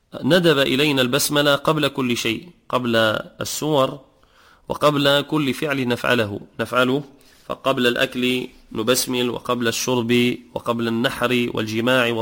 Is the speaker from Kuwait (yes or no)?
no; Tunisia; وكذلك بعض الناس يعثر يقول كما عندنا في تونس يقول العزاف الشيطان